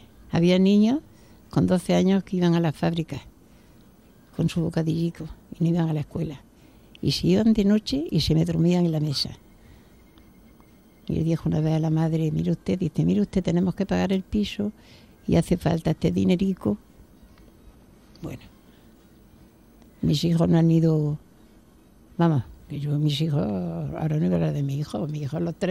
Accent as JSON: {"language": "Spanish", "town": "Córdoba", "region": "Andalusia", "country": "Spain", "tie": "born there", "also_born_or_lived": "Jaén", "said": "Yo nací en Córdoba, soy cordobesa. Y luego ya me fui a Jaén, a esto. Y ya allí me quedé, conocí a mi marido y tal, y me quedé allí ya."}